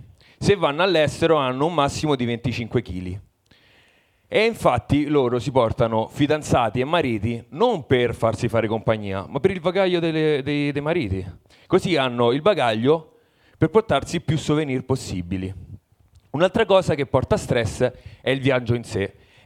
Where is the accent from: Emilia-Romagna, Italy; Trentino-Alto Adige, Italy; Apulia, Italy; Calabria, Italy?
Emilia-Romagna, Italy; Parma; Allora, no, io vengo da Parma e mi esibisco per primo perché ho paura della multa